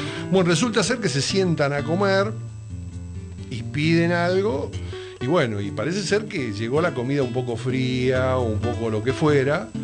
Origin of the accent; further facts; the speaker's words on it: Buenos Aires, Argentina; Pero los que somos de acá, de Buenos Aires capital